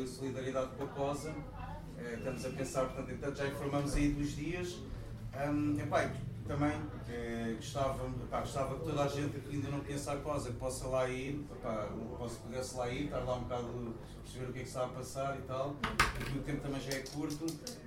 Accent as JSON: {"language": "Portuguese", "region": "Lisbon", "country": "Portugal", "said": "Eu venho de Lisboa, tive muito nestas experiências em Lisboa"}